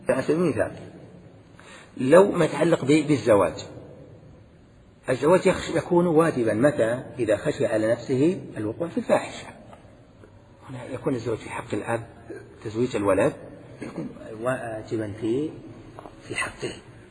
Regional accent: Al-Qassim, Saudi Arabia; من العرف الذي عندنا أن نقول عندنا في القصيم

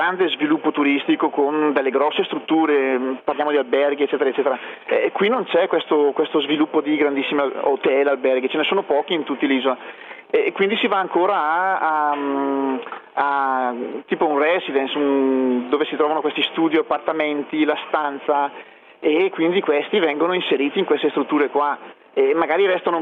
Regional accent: Coccari, Greece; Italian is a second language; nel mio paesino che è Coccari, dove ci sono dei distributori automatici

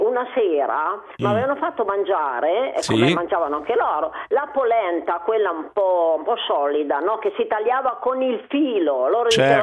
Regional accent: Piedmont, Italy; Sono proprio della Valle di Susa.

